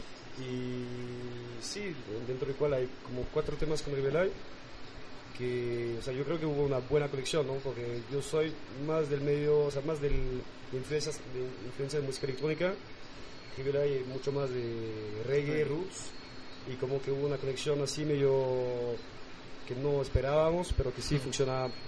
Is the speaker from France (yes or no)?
yes; France; now in Lima, Peru; soy francés, pero radico en Lima, en Perú, desde hace 4 años